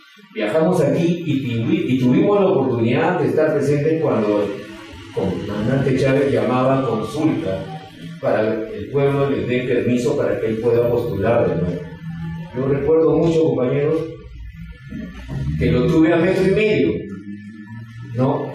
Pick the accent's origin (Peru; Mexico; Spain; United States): Peru; Nosotros, como peruanos, no vamos a venir a enseñar a los hermanos venezolanos